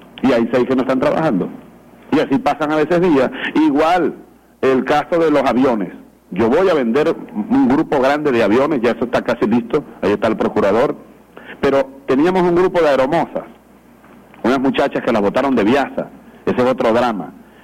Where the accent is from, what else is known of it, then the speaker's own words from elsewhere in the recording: Venezuela; como venezolano, como joven, como hombre de esta revolución